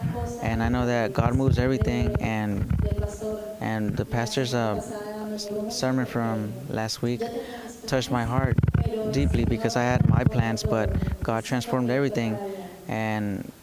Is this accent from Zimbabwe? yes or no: no; Chile; now in Tyler, United States; We came from Chile, and at the end, we're here in Tyler